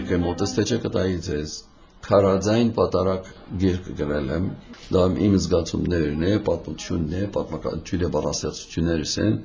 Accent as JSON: {"language": "Armenian", "country": "Iraq", "tie": "born or raised there", "moved": "as an adult", "lives_now": "United States", "said": "մենք ծնանք զավակները եւ Իրաքում ծնած են, եւ այնտեղ հաստատվեցան մինչեւ 1962 թվականը, հետո Ամերիկա գնացի ուսումից համար"}